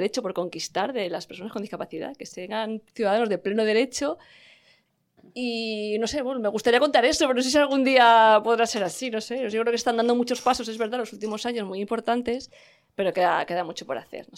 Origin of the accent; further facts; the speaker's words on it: Valencian Community, Spain; Sí, pero es que soy valenciana del interior.